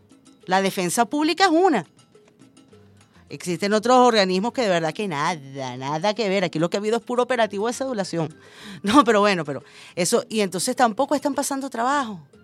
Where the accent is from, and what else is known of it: Venezuela